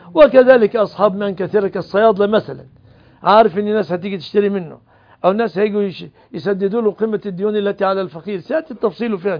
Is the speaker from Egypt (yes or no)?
yes; Egypt; الموظف عندنا في مصر ما بياخذ قوت سنته من شغله